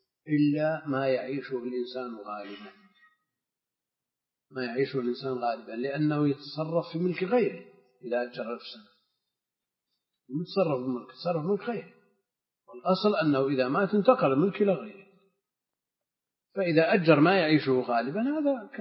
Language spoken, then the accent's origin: Arabic; Najd, Saudi Arabia; المقصود ان مثل هذا كان موجود عندنا في نجد وكثير